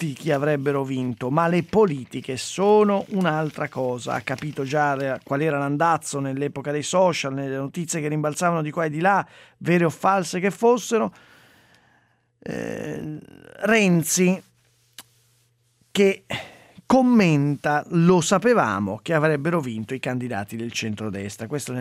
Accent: Sesto San Giovanni, Lombardy, Italy; born there; Sesto San Giovanni non è solo la mia città natale

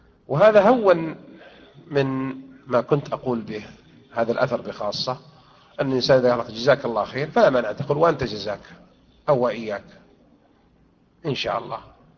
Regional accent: Morocco; دورة المغرب عندنا في المغرب يوم الجمعة يقرؤون القرآن جماعيا

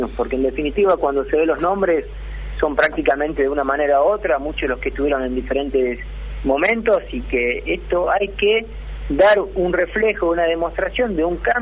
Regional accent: Argentina; un equipo realmente que nos siga haciendo sentir orgulloso como argentino a la hora de competir

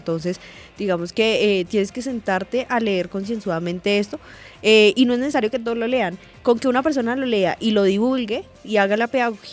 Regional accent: Colombia; que somos más los colombianos que queremos la paz, que somos más los colombianos que estamos rechazando esa violencia

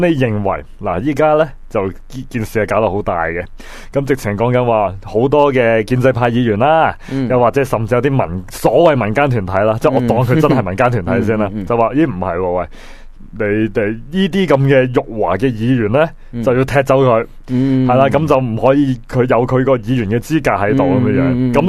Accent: China; 就称呼咧我哋中国人咧就叫做支那狗咁样样。

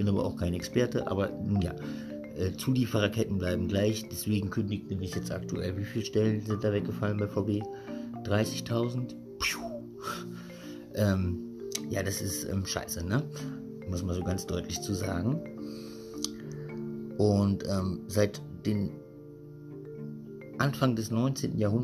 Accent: West Germany, Germany; moved away as an adult; now in Berlin, Germany; Ich bin im Westen aufgewachsen und erst Ende des 2004 oder was bin ich hergekommen.

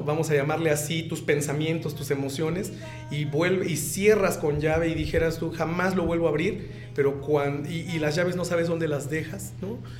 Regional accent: Mexico; a mí como mexicano me decía, bueno, yo mismo decía, carambas, entonces si estas personas nunca han venido o nunca han estado en México

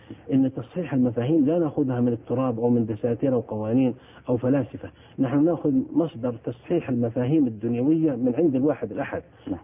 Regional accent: Saudi Arabia; أنه في زواجات حصلت مثل عندنا في السعودية

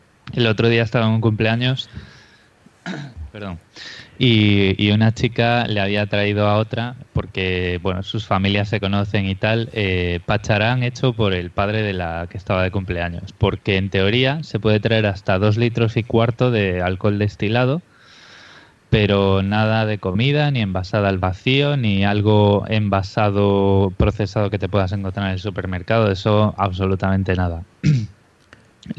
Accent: Galicia, Spain; now in Australia; las patatas de Shinzo, que está cerca de Vigo, que es de donde soy yo, son muy, muy buenas.

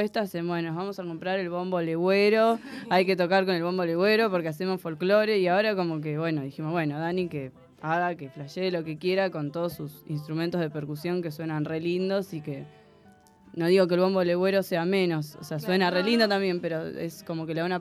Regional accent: Moreno, Buenos Aires Province, Argentina; toco en una banda de ska que se llama … que somos de Moreno.

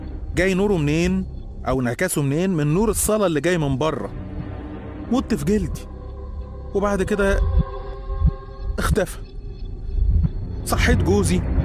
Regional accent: Egypt; moved away; زي ما أنت عايز تقول، نادي بيا زي ما أنت عايز تقول. أنا مصري بس عايش برا مصر بقالي فترة.

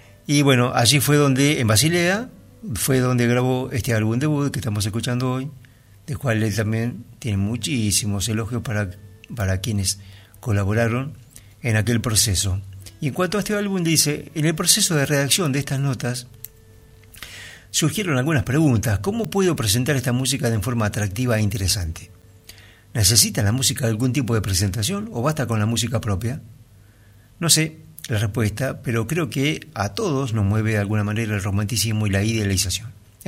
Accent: Vigo, Galicia, Spain; nos trasladamos a Galicia, al noroeste de España, de donde era originario mi padre. Crecí en Vigo, una ciudad costera, industrial y pesquera.

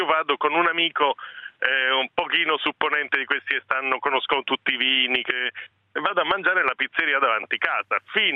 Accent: Rome, Lazio, Italy; born there; io sono nato a Roma, mio padre era nuorese, io sono orgogliosamente cittadino onorario di Nuoro.

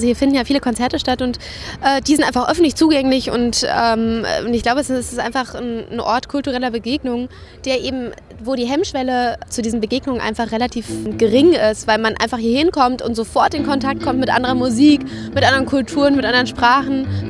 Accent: Mannheim, Baden-Württemberg, Germany; Ich bin in Mannheim groß geworden.

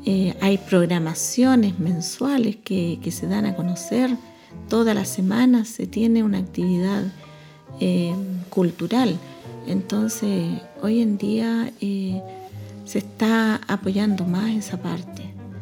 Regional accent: Angol, Araucanía, Chile; Yo recuerdo cuando era niña, joven, en Angol se escuchaban solamente grupos folclóricos

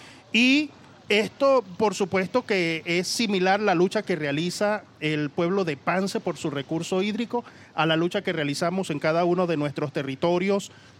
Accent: Puerto Ayacucho, Amazonas, Venezuela; Yo vengo desde Puerto Ayacucho, Amazonas, Venezuela, pero desde allí hago cobertura al departamento del Vichada, en la zona de la Orinoquía.

